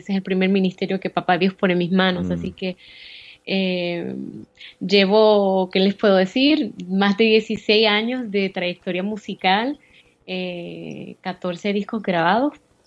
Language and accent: Spanish; Chicago, Illinois, United States; Soy de ascendencia puertorriqueña, nacida y criada en Estados Unidos. Me crié en Chicago, pero obviamente de padres puertorriqueños.